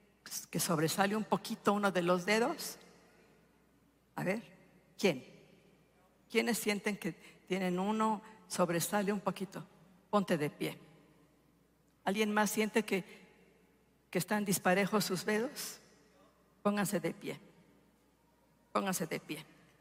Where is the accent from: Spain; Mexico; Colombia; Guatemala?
Mexico; Durango; Yo soy del estado de Durango.